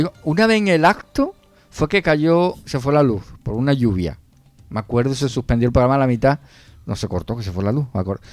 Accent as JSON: {"language": "Spanish", "town": "Guadalajara", "region": "Castilla-La Mancha", "country": "Spain", "said": "Soy de Guadalajara, Manu."}